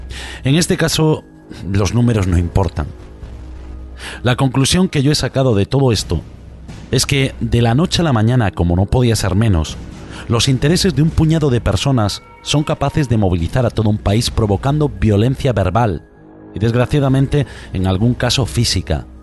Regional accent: Galicia, Spain; yo soy gallego, por lo tanto soy español, y os aseguro que durante los 42 años de mi vida

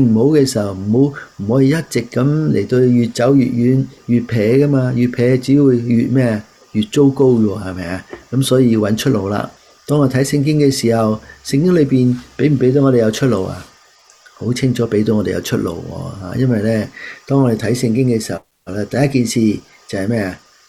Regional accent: Guangdong, China; 我哋广东人一句就系唔好撇啊

